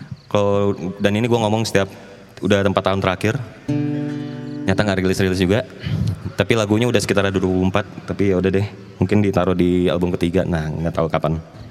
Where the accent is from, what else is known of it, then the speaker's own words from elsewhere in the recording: West Sumatra, Indonesia; Karena kampung saya itu di dekat danau, itu ada di sebuah danau di kaki gunung Singgalang gitu, kalau nggak salah. Salah satu pegunungannya itu. Nah, di situ ada Danau Singkarak. Kampung saya ada di sana.